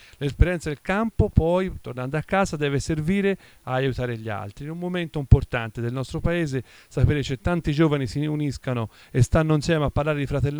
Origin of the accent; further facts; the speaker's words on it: Pontassieve, Tuscany, Italy; vengo da Pontassieve, un piccolo paese vicino a Firenze.